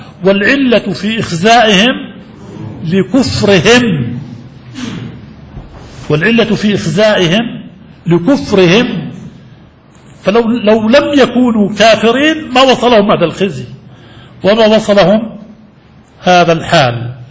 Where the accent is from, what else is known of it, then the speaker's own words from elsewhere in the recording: Jordan; في بلادنا الأردن المهروس، ولا سيما في الشمال، شمال الأردن